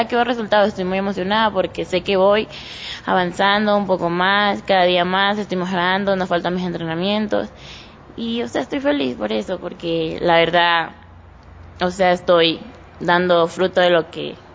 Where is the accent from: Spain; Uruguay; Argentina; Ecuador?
Ecuador; Sucumbíos; Tengo 17 años. Vengo de la provincia de Sucumbíos, de La Guadrio.